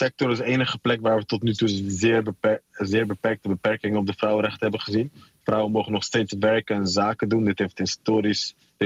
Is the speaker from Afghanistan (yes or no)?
yes; Afghanistan; voor mij als Afghaan zijnde is het echt wel prima te doen. Weet je, ik spreek de taal vloeiend.